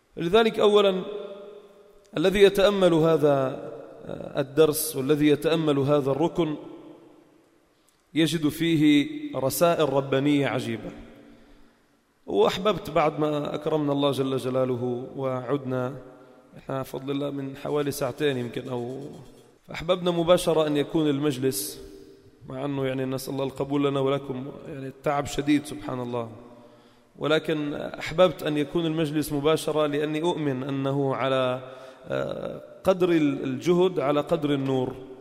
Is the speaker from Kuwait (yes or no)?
no; Palestine; من فلسطين، مش لشيء يعني أنا